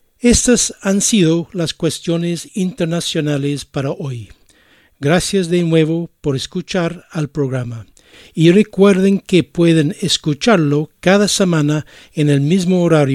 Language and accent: Spanish; Ireland; Spanish is a second language; Y los invito a escuchar una canción de mi país natal, Irlanda.